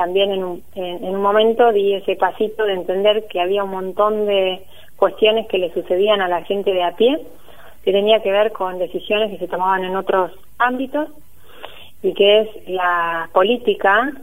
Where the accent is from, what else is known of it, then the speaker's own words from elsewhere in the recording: Tandil, Buenos Aires Province, Argentina; moved away as an adult; also born or lived in La Plata; soy de acá de Tandil, viví hasta los 18, como fui a estudiar a La Plata, y allí estuve hasta el año 2012, ¿sí? Que me volví.